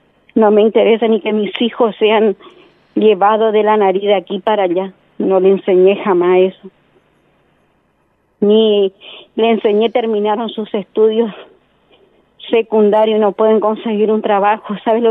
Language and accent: Spanish; Resistencia, Chaco, Argentina; Nosotros somos de Resistencia, de Chaco.